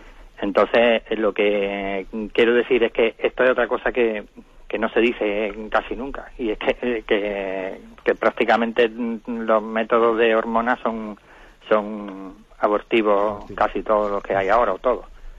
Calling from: Málaga, Andalusia, Spain; Buenos días … de Málaga.

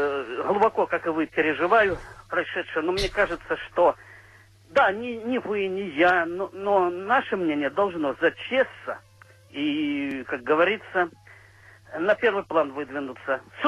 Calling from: Krasnodar, Krasnodar Krai, Russia; из Краснодара.

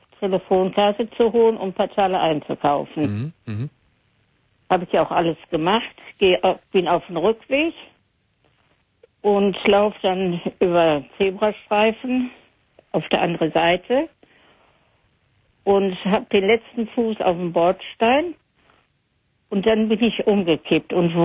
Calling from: North Rhine-Westphalia, Germany; Ja, ich komme hier aus Hörde.

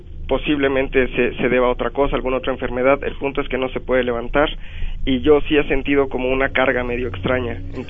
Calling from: Atizapán, State of Mexico, Mexico; yo soy de acá de Atizapán.

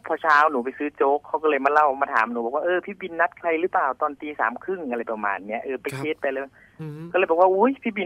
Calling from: Thawi Watthana, Bangkok, Thailand; อยู่ทวีวัฒนาครับ

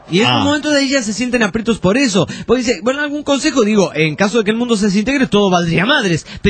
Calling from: Veracruz, Mexico; Soy de Veracruz, México.

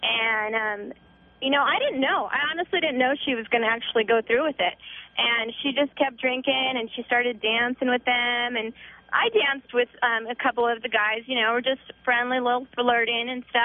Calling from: Upland, California, United States; Hi, I'm calling from Upland

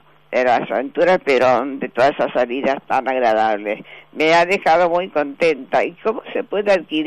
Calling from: Recoleta, Buenos Aires, Argentina; de Recoleta.

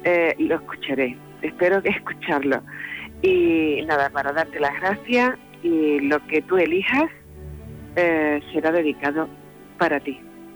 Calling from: Seville, Andalusia, Spain; de Sevilla.

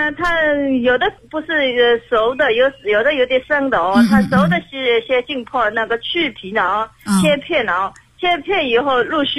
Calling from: Zhejiang, China

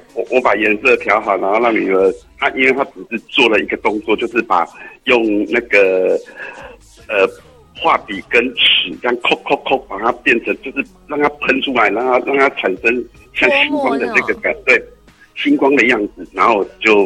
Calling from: Tainan, Taiwan; 我是台南的

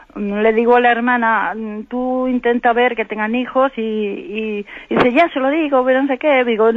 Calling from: Santander, Cantabria, Spain; de Santander.

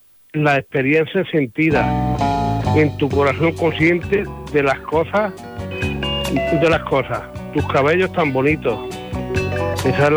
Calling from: Lucena, Andalusia, Spain; de Lucena de Córdoba.

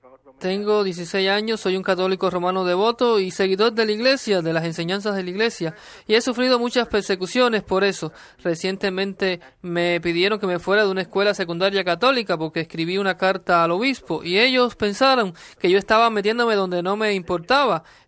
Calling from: Florida, United States; Soy de Florida.

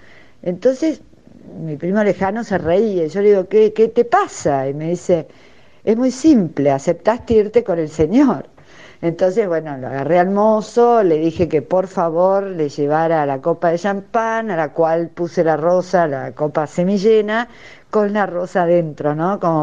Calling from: Buenos Aires, Argentina; de Recoleta.

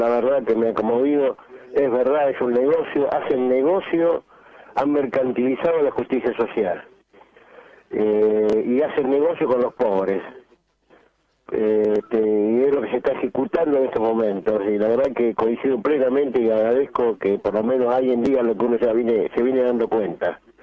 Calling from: Merlo, Buenos Aires Province, Argentina

